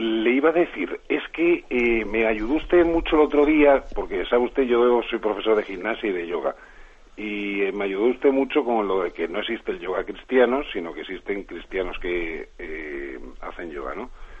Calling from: Málaga, Andalusia, Spain; de Málaga, del equipo de voluntarios y en el camino neocatecumenal

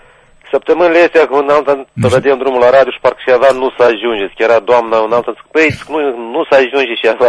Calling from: Jolobok, Orhei District, Moldova; Sunt de la Jolobok, Orhei.

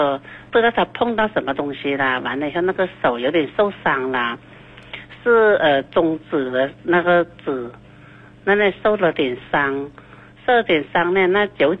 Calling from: Nanning, Guangxi, China; 嗯，我是广西南宁的。

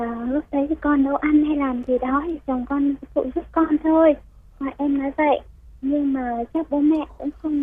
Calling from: Dĩ An, Bình Dương, Vietnam; em đang ở Dĩ An, Bình Dương ạ.

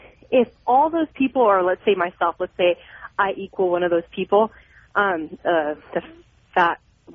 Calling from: San Jose, California, United States; California, San Jose.

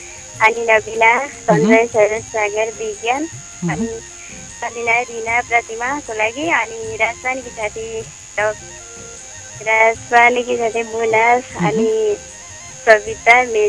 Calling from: Tanahun, Gandaki Province, Nepal

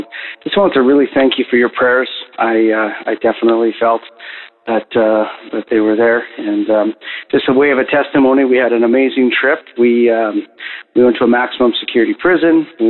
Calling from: Canada; calling from Canada. I'm back from Africa and on my feet.

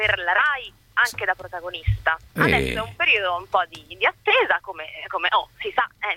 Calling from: Rome, Lazio, Italy; Siamo da Roma.

